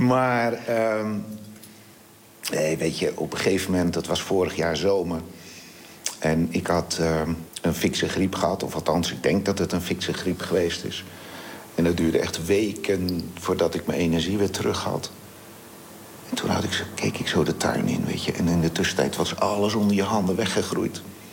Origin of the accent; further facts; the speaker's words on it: Vlaardingen, South Holland, Netherlands; Ik ben in Schiedam geboren. Mm-hmm. En vanaf mijn 4e zijn wij verhuisd naar Vlaardingen. En daar ben ik als jochie eigenlijk opgegroeid.